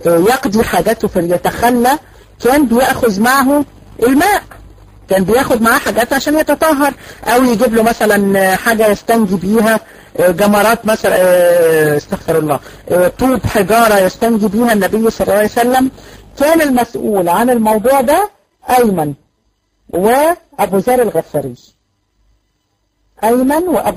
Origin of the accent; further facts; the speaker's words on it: Egypt; في معهد اتفتح لكده عندنا في مصر في المعادي.